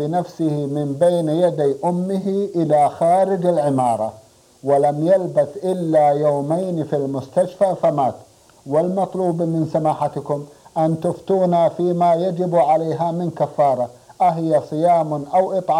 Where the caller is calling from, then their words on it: Medina, Medina Province, Saudi Arabia; من المدينة المنورة